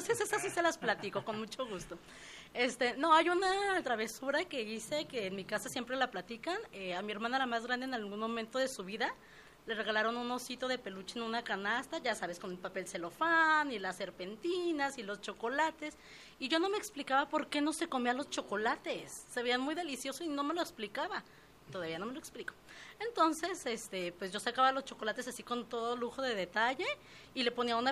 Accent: Magdalena, Jalisco, Mexico; also born or lived in Guadalajara; a pesar de que nací aquí en Guadalajara y los tres primeros años de mi vida crecí aquí, yo siempre me he considerado que soy de Magdalena.

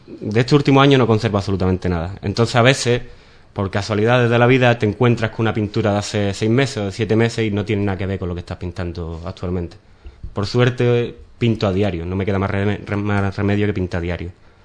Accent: Ubrique, Andalusia, Spain; moved away as an adult; aquí en Ubrique no me conoce mucha gente como pintor. Me conocen más por otras cosas, por mi familia, por haber trabajado en las petacas como todo el mundo.

